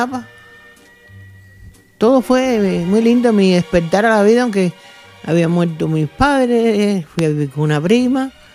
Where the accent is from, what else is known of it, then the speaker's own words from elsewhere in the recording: Havana, Cuba; soy natural de la ciudad de La Habana, Cuba. Me crié en un barrio de los tantos que había en Marianao, Buenavista, un barrio no humilde, regular, había muchos españoles.